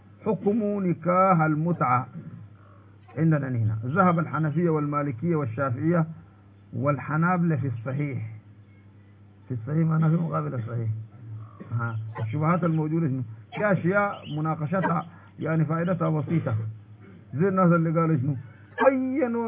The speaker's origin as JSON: {"language": "Arabic", "country": "Sudan", "lives_now": "Saudi Arabia", "said": "نحن سودانيين يا مولانا قاعدين هنا في السعودية،"}